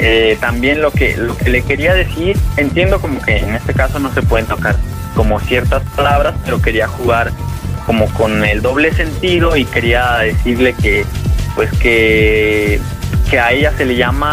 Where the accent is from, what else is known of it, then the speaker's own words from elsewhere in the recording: Mexico; soy un chico mexicano que viajo en bicicleta